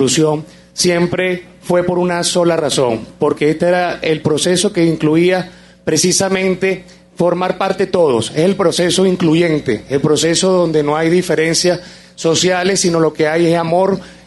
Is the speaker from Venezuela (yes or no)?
yes; Venezuela; Que nuestra Venezuela es más grande que cualquier ideología política, cualquier partido, y todos somos venezolanos.